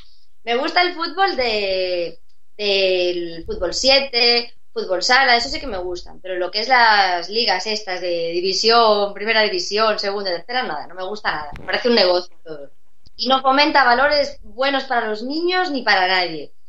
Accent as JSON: {"language": "Spanish", "town": "Santiago de Compostela", "region": "Galicia", "country": "Spain", "said": "es otra de las ciudades grandes de Galicia, yo soy de Santiago."}